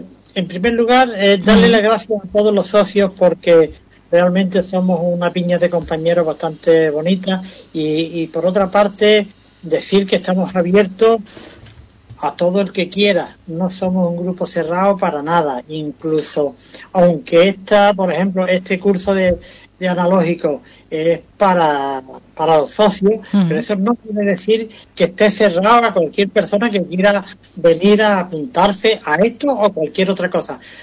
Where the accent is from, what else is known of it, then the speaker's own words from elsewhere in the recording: Ubrique, Andalusia, Spain; Nosotros somos de Ubrique y tenemos que promocionar Ubrique fotográficamente hablando.